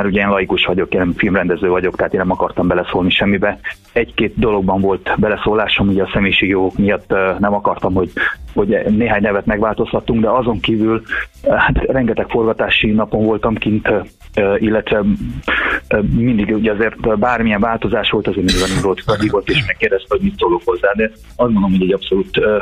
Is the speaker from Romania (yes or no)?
yes; Transylvania, Romania; Elvittem többek közt Nimródot Erdélybe is, ugye ahol felnőttem.